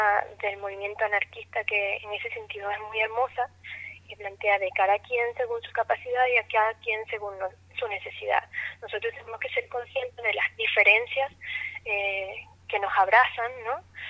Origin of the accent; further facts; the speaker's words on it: Venezuela; nosotros como venezolanas tenemos una experiencia súper dura con respecto a la política